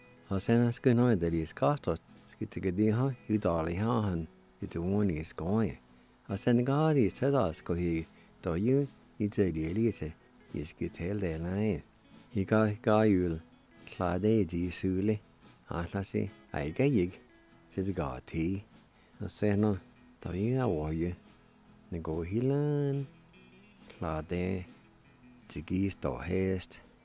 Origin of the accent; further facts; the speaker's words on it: Jay, Oklahoma, United States; when I grew up around Jay, around Piney area, I don't remember us doing that.